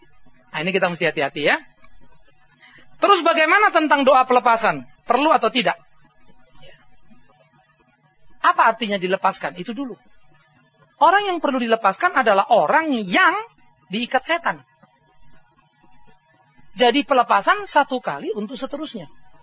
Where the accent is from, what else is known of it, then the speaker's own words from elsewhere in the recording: Sumatra, Indonesia; itu kalau di Sumatera, di kampung saya dulu, you masuk ke ladang orang, gak bakal keluar sampai pagi